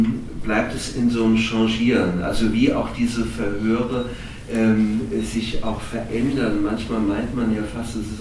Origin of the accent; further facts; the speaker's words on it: Offenbach, Hesse, Germany; ich komme ja aus Offenbach